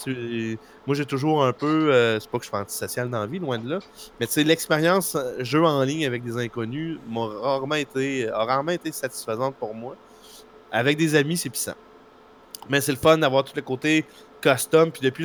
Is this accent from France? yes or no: no; Saint-Pacôme, Quebec, Canada; ma gang d'amis de mon village natal, de Saint-Pacôme de Kamouraska.